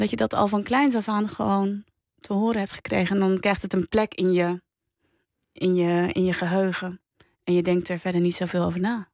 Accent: Hendrik-Ido-Ambacht, South Holland, Netherlands; ik ben opgegroeid in Hendrik-Ido-Ambacht. Nou ja, dat is een vrij wit dorp.

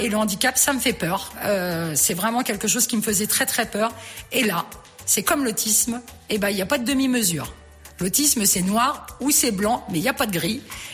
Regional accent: Orléans, Centre-Val de Loire, France; now in Montargis, France; j'étais native d'Orléans. Je déménage autour de Montargis. Puis je me dis, je vais y rester 5 ans. Et puis, bah, ma foi, j'en suis restée 17 ans quand même.

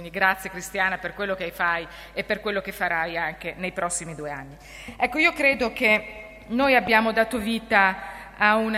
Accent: Mantua, Lombardy, Italy; io sono di Mantova, lombarda

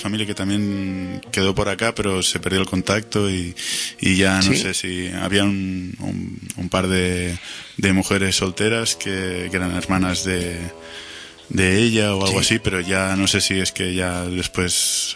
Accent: Barcelona, Catalonia, Spain; born there; Yo nací aquí en Barcelona.

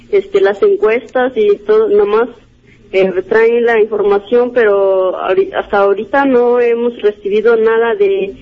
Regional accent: San Marcos, Guerrero, Mexico; soy estudiante de la Universidad Pedagógica Nacional, soy originaria de la comunidad de San Marcos, municipio de Metlatón, ejido de Citlaltepec.

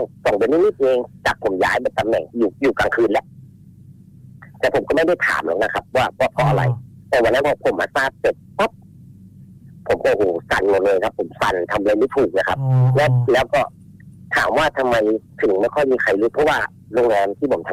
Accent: Ratchaburi, Thailand; ผมอ่านคนราชบุรีผมเป็นคนราชบุรี

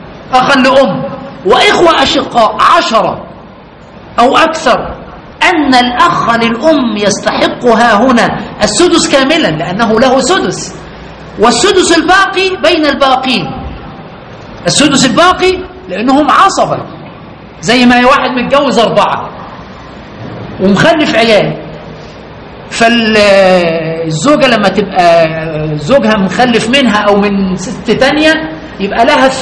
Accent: Egypt; عندنا في مصر

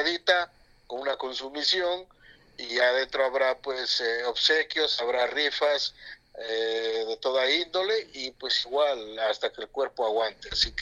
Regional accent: Catamayo, Loja, Ecuador; Esa es la bandera de mi cantón, de mi pueblo, donde yo vengo, que, ajá, es Catamayo

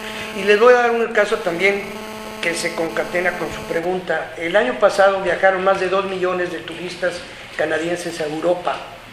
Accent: Mexico; yo porque soy mexicano me orgullezco

